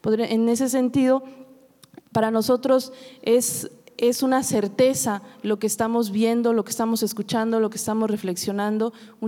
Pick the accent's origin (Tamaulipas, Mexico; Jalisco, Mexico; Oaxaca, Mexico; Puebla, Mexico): Oaxaca, Mexico; De alguna manera, habría que enmarcar que nosotros como oaxaqueños